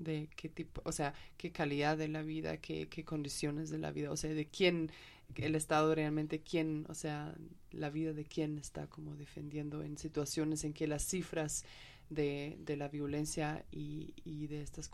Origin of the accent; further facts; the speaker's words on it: Germany; Spanish is a second language; como soy alemana, y entonces algunos de mis amigos en Alemania me escribían